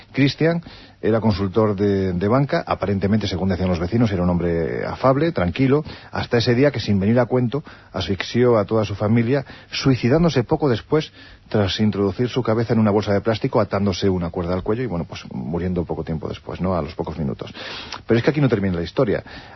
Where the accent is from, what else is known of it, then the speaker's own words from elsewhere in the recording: Andalusia, Spain; Yo siempre digo que soy andaluz sin gracia